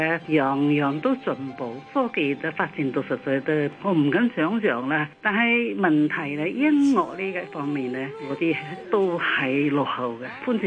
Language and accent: Cantonese; Shanghai, China; now in Hong Kong; 我系上海人啦。以前系上海嘅时候咧，已经流行咗好多西曲啦